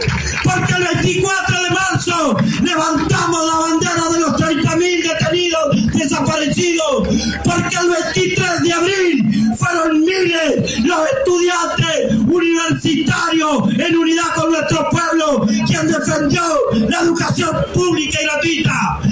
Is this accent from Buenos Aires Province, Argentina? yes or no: yes; La Plata, Buenos Aires Province, Argentina; Yo vengo de La Plata, allá cerca en Berisso